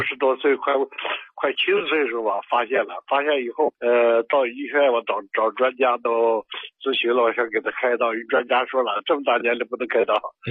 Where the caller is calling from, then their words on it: Urumqi, Xinjiang, China; 我是乌鲁木齐的。